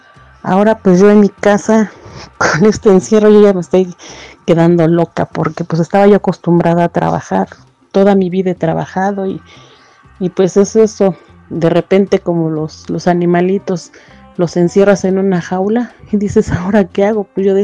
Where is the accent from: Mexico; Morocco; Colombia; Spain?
Mexico; Como todo mexicano siempre hemos salido adelante, siempre hemos sido positivos en lo que cabe.